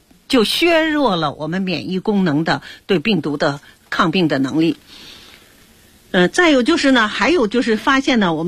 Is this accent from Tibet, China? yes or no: no; Beijing, China; 这也是啊我们北京人啊一般都口味比较重